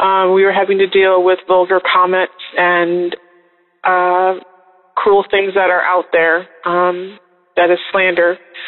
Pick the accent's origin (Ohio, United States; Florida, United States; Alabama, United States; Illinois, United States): Illinois, United States; Chicago; I'm from Chicago.